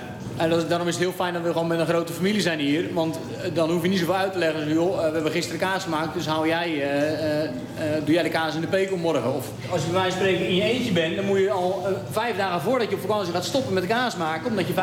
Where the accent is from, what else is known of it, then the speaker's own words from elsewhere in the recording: Zoeterwoude, South Holland, Netherlands; uit Zoeterwoude. Ik ben kaasboer op ons familiebedrijf.